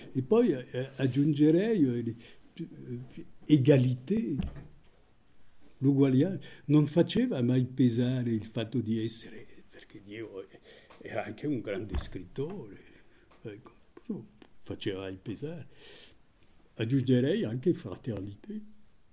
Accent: France; Italian is a second language; visto che io sono francese

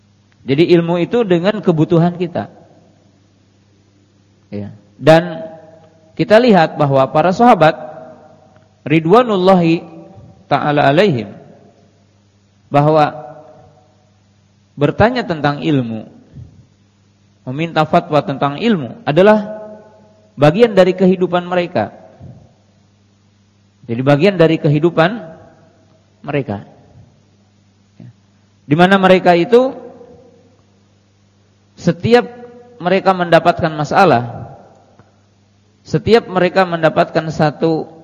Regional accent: West Java, Indonesia; atau dalam bahasa kita orang Jawa Barat dikerik dengan menggunakan benda.

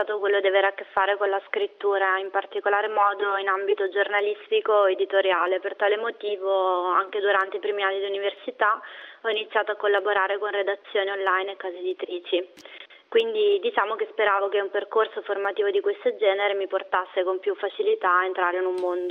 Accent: Bologna, Emilia-Romagna, Italy; moved away as an adult; ho 28 anni, sono di Bologna. Ho lasciato l'Italia nell'ottobre del 2015 per venire a lavorare qui a Malta come co-founder di una web agency.

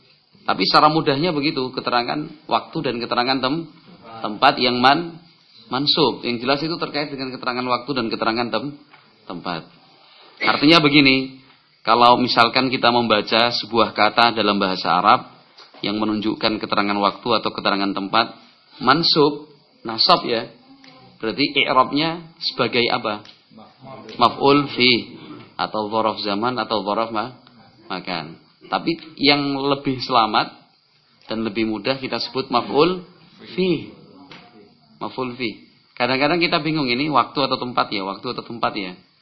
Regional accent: Java, Indonesia; saya orang Jawa.

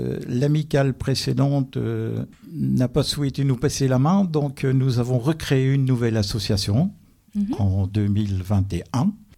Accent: Éloyes, Grand Est, France; 70 ans maintenant, je suis originaire d'Éloi. Je mourrai à Éloi, j'ai fait une petite infidélité pour mes études.

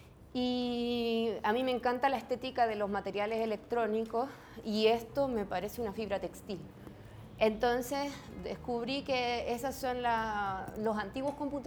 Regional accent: Chile; Yo soy de Chile, pero hace varios años que ya estoy haciendo viajes por distintos lugares

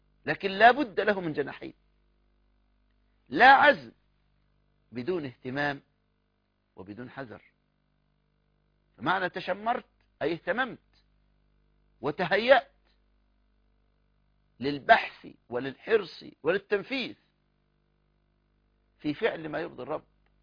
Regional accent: Egypt; يعني هذا الغلام لو بعته بجنيه أقل عملة عندنا في مصر

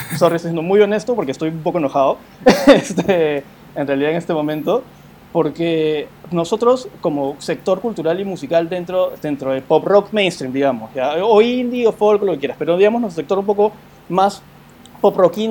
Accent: Peru; ¿Cómo yo me reconozco como peruano si no tengo idea qué es la música peruana en general

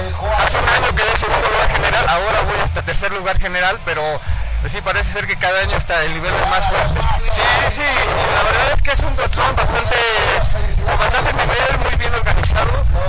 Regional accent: Toluca, State of Mexico, Mexico; tengo 40 años y vengo de Toluca, Estado de México.

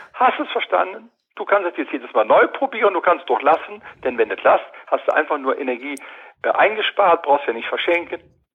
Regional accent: Cologne, North Rhine-Westphalia, Germany

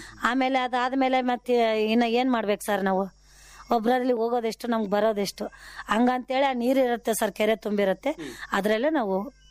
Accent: Manvi, Karnataka, India; ನಮ್ದು ತವರು ಮನೆ ಮಾನವಿ, ನಮ್ ಗಂಡನ ಮನೆ ಮಲಿಯಾಬಾದೆ.

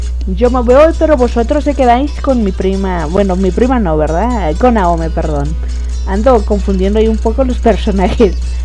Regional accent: Spain; a pesar de que soy española, no había escuchado ese temilla, en la versión gallega.

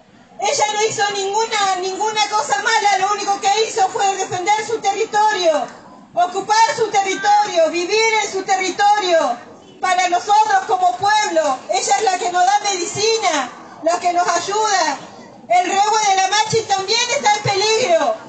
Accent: Cusamen, Chubut, Argentina; soy de Cusamen, mi comunidad es Currache, soy de Cusamen, de vuelta al río, el paraje, Chubut.

